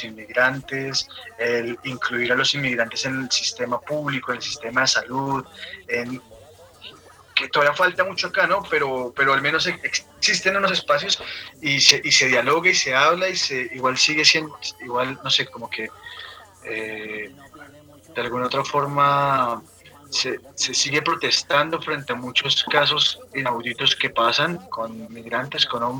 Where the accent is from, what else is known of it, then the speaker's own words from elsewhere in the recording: Colombia; nosotros, como colombianos, que somos un pueblo además bien, bien importante en el tema migratorio